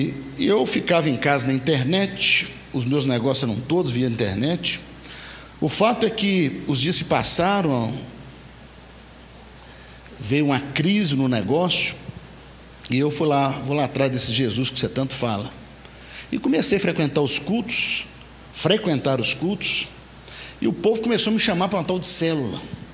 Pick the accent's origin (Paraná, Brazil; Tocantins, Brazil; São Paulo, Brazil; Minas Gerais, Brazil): Minas Gerais, Brazil; Nanuque; now in Belo Horizonte, Brazil; fica ali no Nordeste Mineiro, né? E viemos lá da Grande Nanuque e viemos para Belo Horizonte em 2001